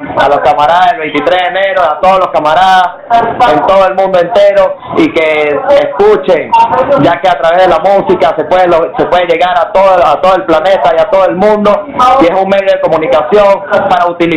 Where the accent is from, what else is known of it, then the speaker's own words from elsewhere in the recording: Venezuela; y nosotros como revolucionarios y como venezolanos que respetamos la soberanía nacional